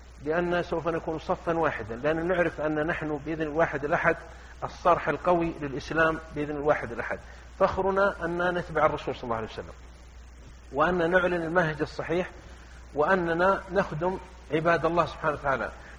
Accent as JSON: {"language": "Arabic", "region": "south", "country": "Saudi Arabia", "said": "أنا جيت من الجنوب ومعنا ناس من الشمال وناس من الشرقية وناس من الغربية"}